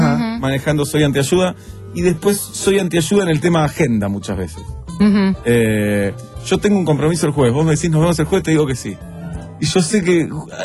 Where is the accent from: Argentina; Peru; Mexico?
Argentina; Yo soy argentino.